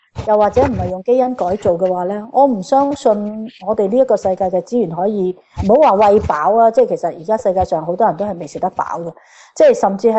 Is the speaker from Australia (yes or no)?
yes; Australia; 即係我哋澳洲人可能可以係俾多20% 或者買貴少少都我哋願意